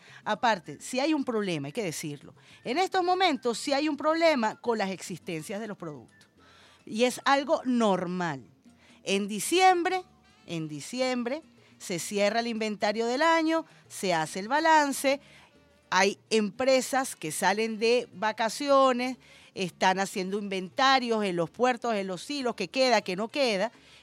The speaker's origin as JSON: {"language": "Spanish", "country": "Venezuela", "said": "yo soy hija de inmigrantes y mis padres se sentían más venezolanos que María Corina, de eso te lo puedo asegurar. Y yo soy venezolana, venezolana con letras mayúsculas"}